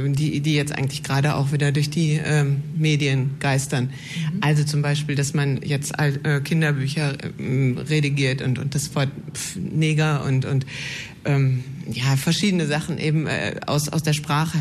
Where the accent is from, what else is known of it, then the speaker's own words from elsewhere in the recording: Essen, North Rhine-Westphalia, Germany; Ich komme ursprünglich aus Essen, deswegen kenne ich diese Sendung auch sehr gut, aus alten Zeiten noch.